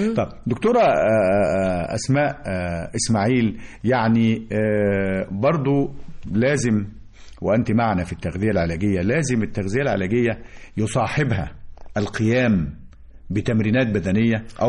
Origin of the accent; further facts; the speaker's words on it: Egypt; بس احنا مصريين بنحب العيش